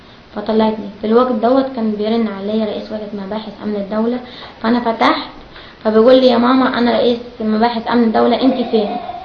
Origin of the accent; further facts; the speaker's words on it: Sahel Selim, Asyut Governorate, Egypt; من اسيوط مركز ساحل سليم قريه الشيخ شحاته. انا مشيت من البلد يوم 15/9.